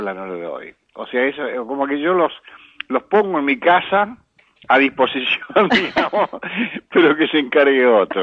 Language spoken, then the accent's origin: Spanish; Córdoba, Argentina; also born or lived in Buenos Aires; Soy cordobés y he vivido en muchos lados. Y acá en Buenos Aires también he vivido en muchos lados. Soy una especie de raza medio nómade.